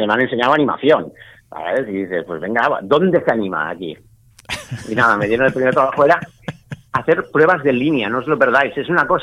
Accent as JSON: {"language": "Spanish", "town": "Barcelona", "region": "Catalonia", "country": "Spain", "said": "soy de Barcelona. Y estudié, bueno, a ver, antes de esto, estudié Bellas Artes en la Universidad de Barcelona."}